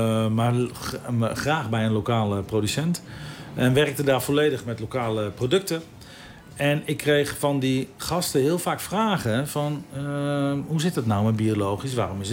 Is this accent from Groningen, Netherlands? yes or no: no; Ede, Gelderland, Netherlands; Ik kom uit Ede en toen moest ik mijn dienstplicht gaan doen.